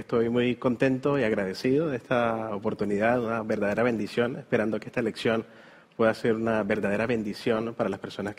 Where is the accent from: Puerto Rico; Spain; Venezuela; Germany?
Venezuela; now in Chile; vengo de la parte más norte de Sudamérica, prácticamente. Vengo de Venezuela. Uh-huh. Hace poco más de un año llegamos acá a Chile